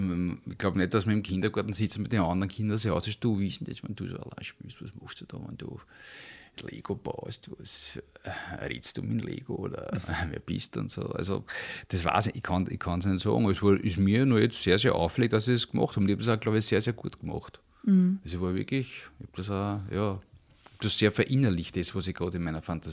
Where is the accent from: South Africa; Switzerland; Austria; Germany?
Austria; Vienna; weil ich bin in Wien aufgewachsen